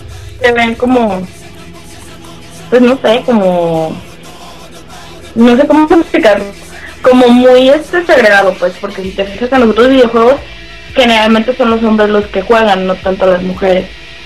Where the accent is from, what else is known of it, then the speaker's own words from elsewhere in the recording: Guadalajara, Jalisco, Mexico; soy de Guadalajara